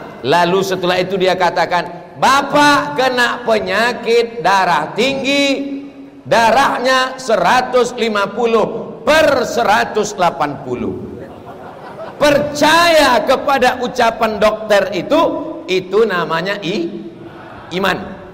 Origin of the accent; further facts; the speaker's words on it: Riau, Indonesia; Saya ini dari Riau